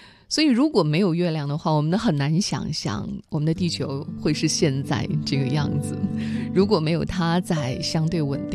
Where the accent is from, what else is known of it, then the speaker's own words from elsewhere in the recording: China; 这个属于我们中国人团圆的节日